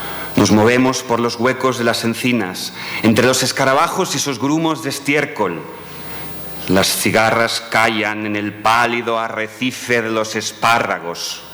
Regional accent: Spain; first language Catalan; Spanish is a second language; mi lengua materna es el catalán y aunque tiendo a escribir en castellano, no estoy parando de traducir en todo momento

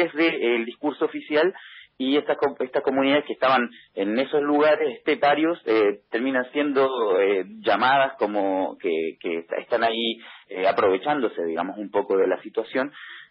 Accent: Chile; Yo soy chileno, digamos, y conozco mucho de estos procesos

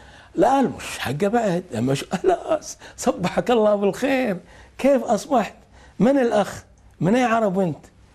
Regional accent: Kuwait; أشو ردت ديرتنا طلبنا أي بلد يتعرض لما تعرضت له الكويت لازم تشكل لجنة تحقق في الموضوع

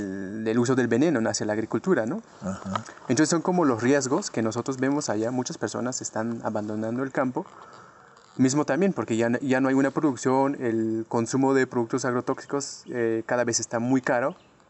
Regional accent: Chiapas, Mexico; Yo vengo de México, Soy de Chiapas.

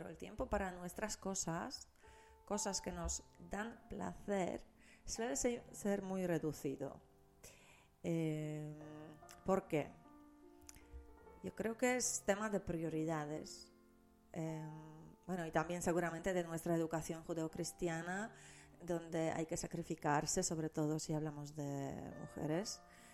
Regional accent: Poland; Spanish is a second language; now in Spain; yo soy de Polonia y no es que todos los polacos sean así

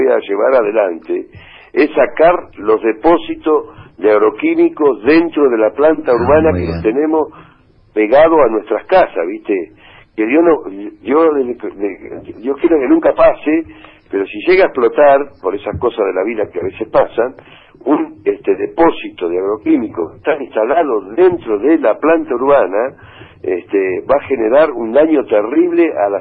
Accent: Benito Juárez, Buenos Aires Province, Argentina; born there; Y soy nacido acá en Juárez.

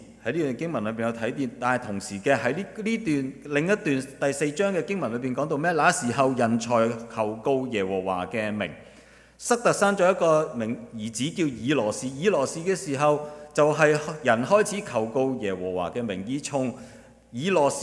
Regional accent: Chaozhou, Guangdong, China; 我是潮州人，潮语不是讲潮州话

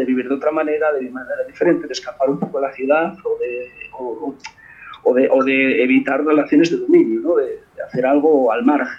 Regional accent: Asturias, Spain; A ver, yo soy de Asturias, y en Asturias teníamos que era una empresa pública de la minería, y era un jodido desastre.

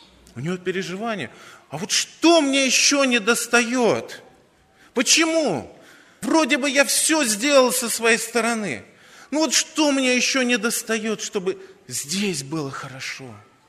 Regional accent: Saint Petersburg, Russia; Нет, я коренной житель Петербурга был.

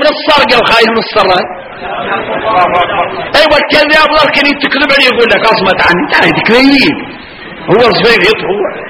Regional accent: Mauritania; واحنا موريتاني

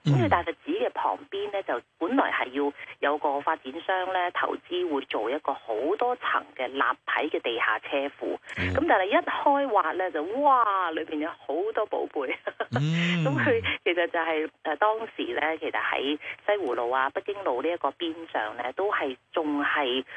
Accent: Guangzhou, Guangdong, China; 作为我三代都喺广州呢个土生土长咧

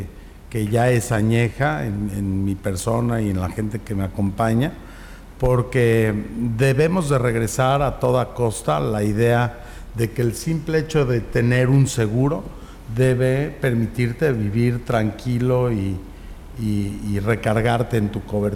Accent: Mexico; born there; pues lo tenemos que hacer nosotros, gente que nacimos en México.

